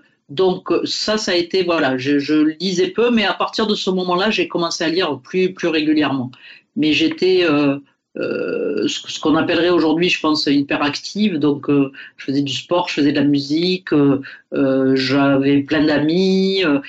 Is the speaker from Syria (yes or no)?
no; Occitanie, France; born there; je suis né donc en Catalogne française dans une famille d'agriculteurs il y a un certain nombre d'années